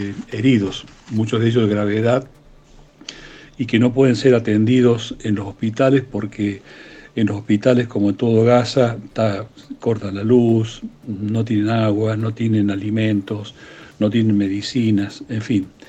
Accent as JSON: {"language": "Spanish", "region": "Córdoba", "country": "Argentina", "said": "porque obviamente soy cordobés y soy argentino"}